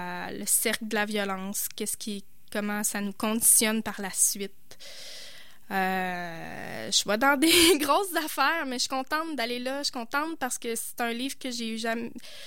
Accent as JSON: {"language": "French", "region": "Quebec", "country": "Canada", "said": "je viens de la Côte-Nord, je parle cette langue-là, avec ces accents-là, ces structures de phrases-là, ces erreurs de français-là."}